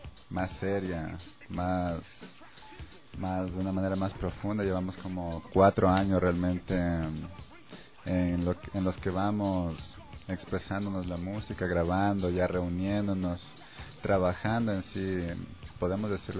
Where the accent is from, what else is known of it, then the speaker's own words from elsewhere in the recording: Pichincha, Ecuador; La mayoría somos de Carcelén Bajo